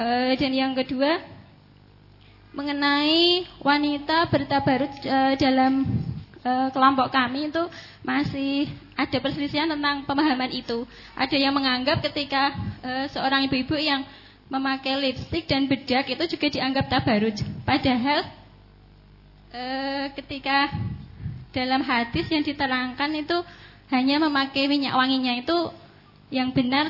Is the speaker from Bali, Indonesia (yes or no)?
no; Blora, Central Java, Indonesia; untuk kami dari Blora, semoga kami selalu bisa istiqomah